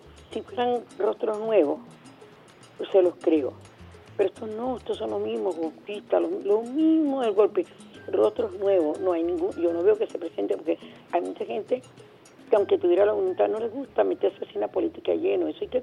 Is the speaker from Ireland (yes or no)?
no; Venezuela; Allí es uno como venezolano